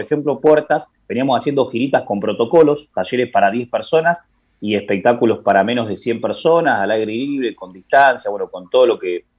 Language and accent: Spanish; Dolores, Buenos Aires Province, Argentina; now in La Plata, Argentina; Pero la contracara que, por ejemplo, en mi pueblo, en Dolores, que tiene 40.000 habitantes o menos incluso